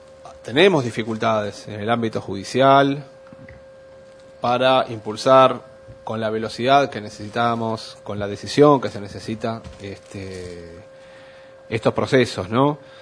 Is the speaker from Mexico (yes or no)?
no; Argentina; No me es ajeno, por supuesto, como argentino, porque el papel de la Argentina fue particularmente oscuro en aquellos años